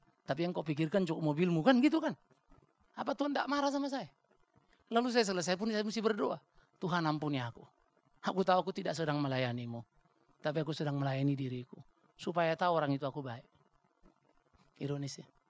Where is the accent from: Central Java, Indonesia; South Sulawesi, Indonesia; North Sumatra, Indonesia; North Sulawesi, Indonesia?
North Sumatra, Indonesia; Apalagi saya orang Batak. Gak suka kau ya kita barang. Kau jual, ku beli.